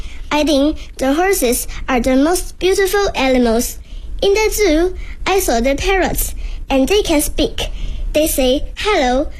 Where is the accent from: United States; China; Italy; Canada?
China; Shenzhen, Guangdong; Hello everyone … I am 9 years old. I am from Shenzhen, a big city in Guangdong Province in China.